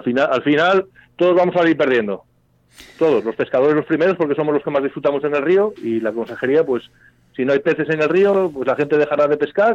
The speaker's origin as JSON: {"language": "Spanish", "town": "Infiesto", "region": "Asturias", "country": "Spain", "said": "Digo, sí, somos asturianos. Digo, somos de Infiesto."}